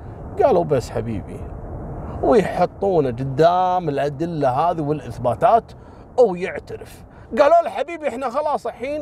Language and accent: Arabic; Kuwait; طبعا هو مسوي نفس سالفة خالد الذيب عندنا في الكويت.